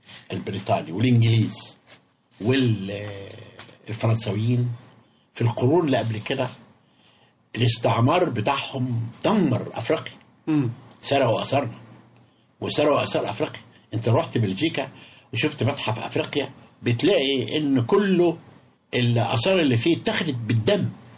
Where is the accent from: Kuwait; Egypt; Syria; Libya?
Egypt; احنا الميزة بتاعتنا كمصريين من كل نكبة بتتحول إلى قوة. وده عظمة مصر.